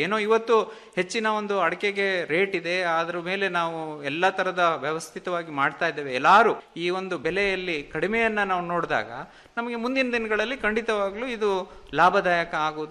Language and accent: Kannada; Karnataka, India; ನಾನು ಒಬ್ಬ ಕೃಷಿ ವಿಜ್ಞಾನಿ ಆಗಕ್ಕಿಂತ ಮುಂಚೆ ನಾವೊಬ್ಬ ಕೃಷಿಕನೇ, ಅದು ಅಡಿಕೆ ಕೃಷಿಕರೇ. ನಾವು ಮಲೆನಾಡು ಭಾಗದವರು.